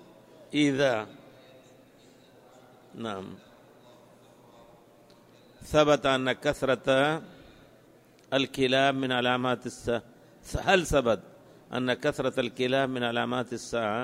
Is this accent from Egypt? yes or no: no; Libya; نحن من ليبيا جينا لمكة مباشرة ونحن في الطائرة أحرمنا